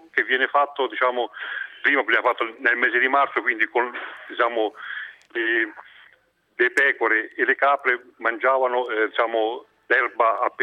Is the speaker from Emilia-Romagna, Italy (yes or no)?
no; Frosinone, Lazio, Italy; io sono di Frosinone